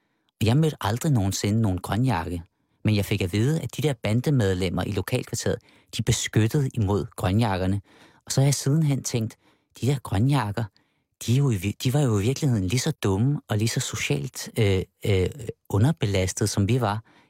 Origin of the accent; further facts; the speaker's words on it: Avedøre, Capital Region of Denmark, Denmark; nu bruger jeg mig selv igen som knægt i Avedøre Stationsby, de her naturlige venskaber mellem arbejderklassens drenge og os drenge, som sagde, vi indvandrere